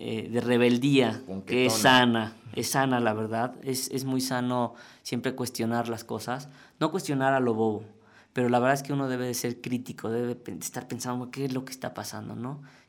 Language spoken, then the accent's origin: Spanish; Mexico; ¿quién puedo ser yo como diseñador mexicano en un mundo global? Pues la respuesta es fácil, pues un diseñador mexicano.